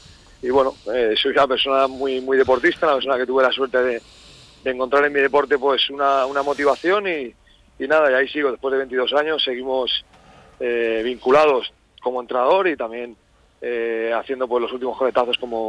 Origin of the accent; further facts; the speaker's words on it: Barcelona, Catalonia, Spain; Yo soy de Barcelona, ¿sí?